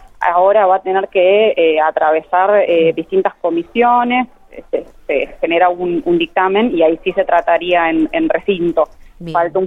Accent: Buenos Aires, Argentina; yo no soy de La Pampa, yo soy de Buenos Aires, vivo acá en Buenos Aires.

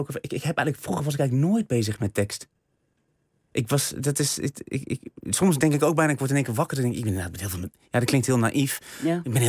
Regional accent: Vught, North Brabant, Netherlands; In Vught, ja.

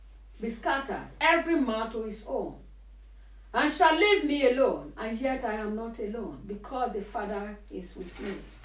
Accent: Nigeria; I know how to do it. I'm from Nigeria.

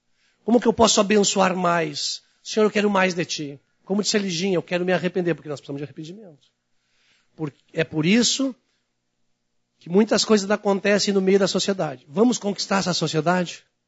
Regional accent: Porto Alegre, Rio Grande do Sul, Brazil; also born or lived in Salto do Jacuí; Salto do Jacuí. Mas eu vim de lá. Pequenininho. Depois cresci aqui em Porto Alegre.

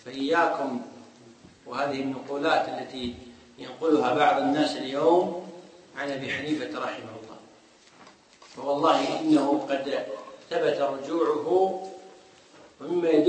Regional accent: Kuwait; عندنا في الكويت

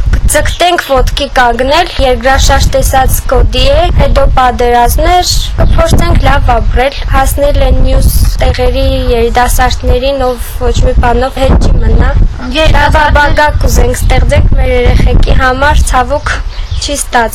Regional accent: Gyumri, Shirak, Armenia; մենք Գյումրից ենք, բայց միշտ արցախցիների հետ ենք

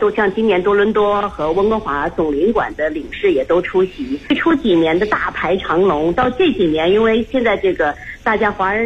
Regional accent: Beijing, China; 像我们北京人平常熟悉像京巴

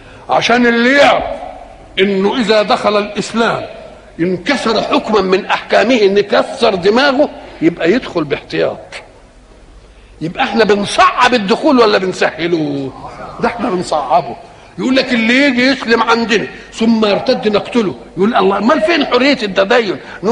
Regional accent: Egypt; مثلا الحضاره التي عندنا في مصر

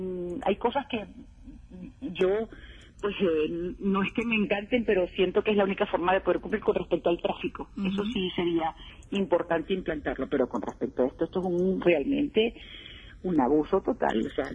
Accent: Venezuela; now in Spain; todos somos venezolanos

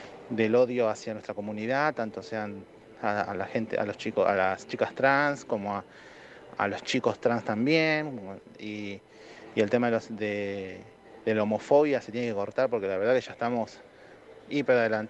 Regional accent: Lomas de Zamora, Buenos Aires Province, Argentina; soy de Zona Sur, Lomas de Zamora, escucho la radio, me encanta

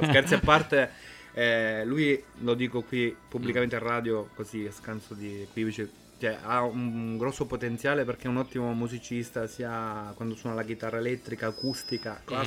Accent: Castelvetrano, Sicily, Italy; born there; now in Genoa, Italy; E in Sicilia sono nato nella provincia di Trapani, nella ridente cittadina di Castelvetrano, in provincia di Trapani, a 10 km dall'acropoli di Selinunte

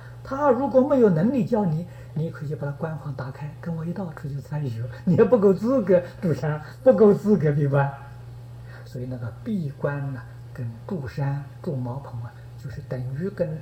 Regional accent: China; 这就是我们中国人讲的师承

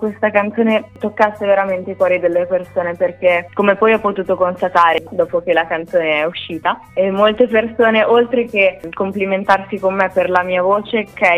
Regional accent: Emilia-Romagna, Italy; E io da romagnola mi sono trovata a dover imparare un pochino grossolanamente

